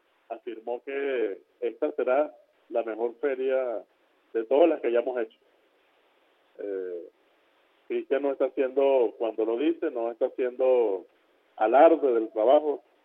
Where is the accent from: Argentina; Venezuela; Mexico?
Venezuela; yo como ministro, como representante, como integrante de este gobierno y como venezolano